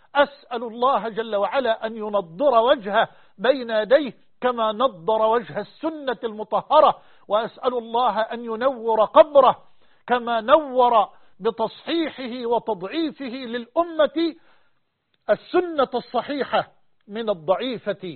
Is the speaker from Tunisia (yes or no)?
no; Egypt; وأن يحفظ بلدنا مصر وجميع بلاد